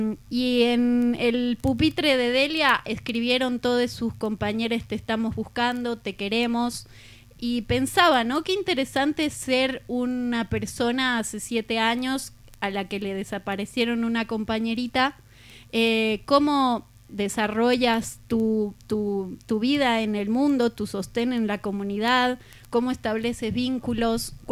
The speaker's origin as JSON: {"language": "Spanish", "region": "La Paz", "country": "Bolivia", "tie": "born there", "said": "nací en La Paz, Bolivia, y terminé viviendo en un pueblo al lado de La Paz."}